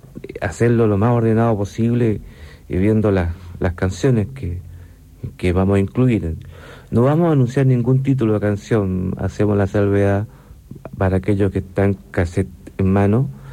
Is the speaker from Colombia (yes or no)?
no; Valparaíso, Chile; Yo soy de Valparaíso.